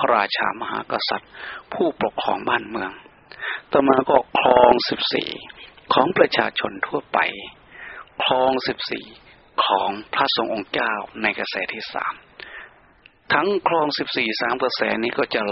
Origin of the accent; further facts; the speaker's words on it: Isan, Thailand; อยากจะพูดถึงประเพณีในวันออกพรรษาเอาในภาคอีสานนี้ซะก่อนเพราะว่าเราเป็นชาวอีสาน